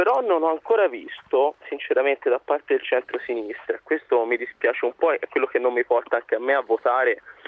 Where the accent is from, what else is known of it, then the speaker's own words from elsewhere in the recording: Tuscany, Italy; io sono toscano